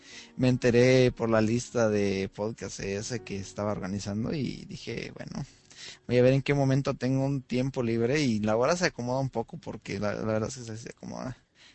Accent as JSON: {"language": "Spanish", "country": "Guatemala", "lives_now": "United States", "said": "yo soy guatemalteco y aunque mi selección no está en el mundial, vivo en Estados Unidos"}